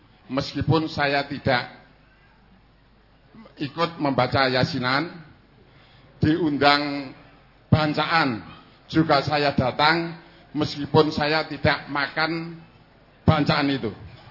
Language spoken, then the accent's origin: Indonesian; Karanganyar, Central Java, Indonesia; asal dari Kutorjo, Balong Jenawi Karanganyar.